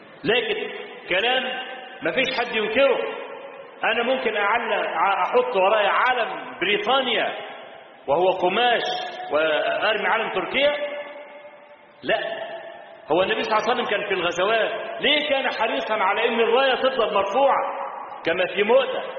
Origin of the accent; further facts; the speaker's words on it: Egypt; هو موجود عندنا في مصر لحد النهارده